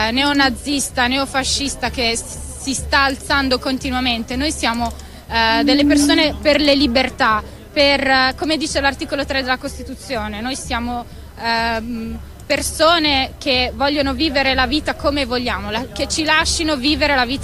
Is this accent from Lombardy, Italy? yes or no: yes; Milan, Lombardy, Italy; Io sono di Milano